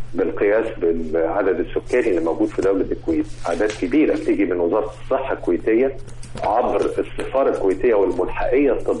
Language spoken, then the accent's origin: Arabic; Egypt; وده كلام الدراسات العلمية مش كلامنا إحنا كمصريين بس